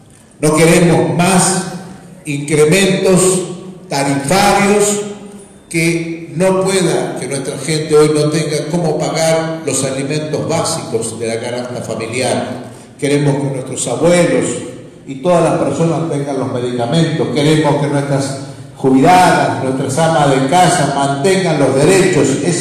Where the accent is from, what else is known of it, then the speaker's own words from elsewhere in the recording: La Rioja, Argentina; Pero no somos desiguales los de La Rioja porque vivamos, porque seamos de tercera o de otra categoría de gente. No, somos tan argentinos como todos.